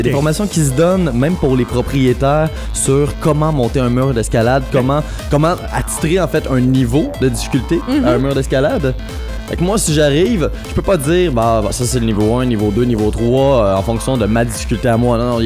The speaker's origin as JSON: {"language": "French", "town": "Repentigny", "region": "Quebec", "country": "Canada", "tie": "born or raised there", "said": "Je dois être honnête, je suis natif de Repentigny aussi."}